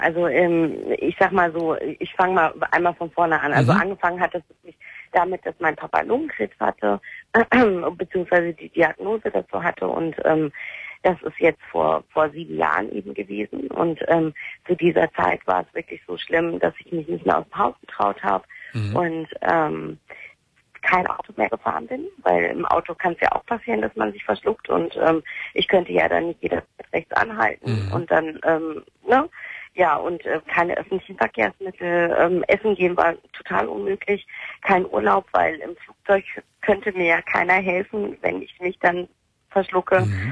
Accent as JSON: {"language": "German", "country": "Turkey", "said": "Ich bin Türkin"}